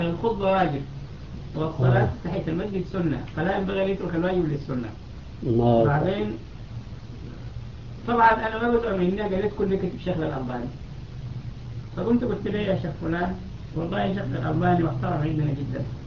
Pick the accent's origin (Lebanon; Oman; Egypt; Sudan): Sudan; في السودان الناس بيزعموا انهم